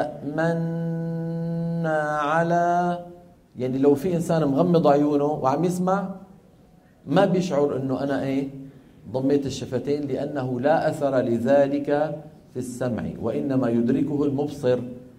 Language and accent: Arabic; Damascus, Damascus Governorate, Syria; لما ينزل إلى دمشق اللي هي مدينتي أنا